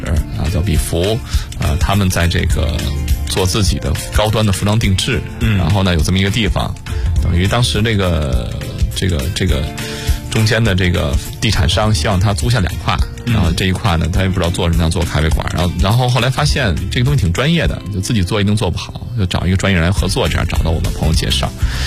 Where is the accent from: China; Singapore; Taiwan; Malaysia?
China; Beijing; 因为小时候在北京胡同长大